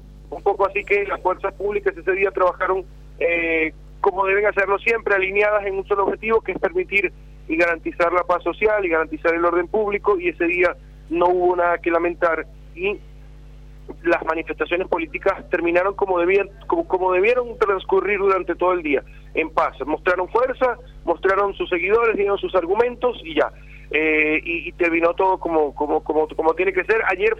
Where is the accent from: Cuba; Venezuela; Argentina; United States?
Venezuela; Acá en Venezuela hay un dicho